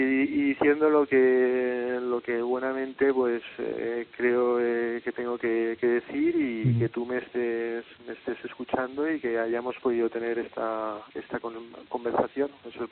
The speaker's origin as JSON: {"language": "Spanish", "town": "Valencia", "region": "Valencian Community", "country": "Spain", "moved": "as an adult", "said": "Salí de Valencia, en aquel momento no se podía estudiar periodismo ahí, tuve que ir a Barcelona"}